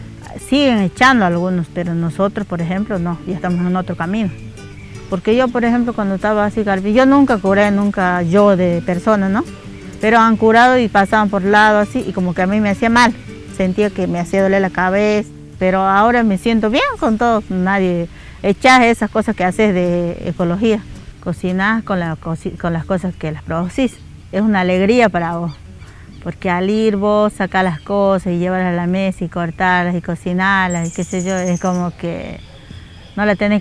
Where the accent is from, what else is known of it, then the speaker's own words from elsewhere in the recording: Tarija, Bolivia; moved away as an adult; vengo de Tarija. Cuando me vine de allá tenía 20 años, con una bolsita de ropa nada más, con 2-3 ropas y mis 2 hijos chiquitos, sin conocer, sin nada.